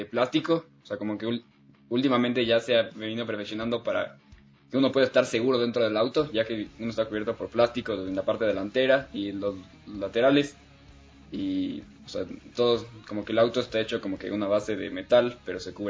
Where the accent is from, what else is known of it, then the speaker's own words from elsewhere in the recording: Ecuador; born there; nací en Ecuador y actualmente me estoy dedicando al kartismo profesional.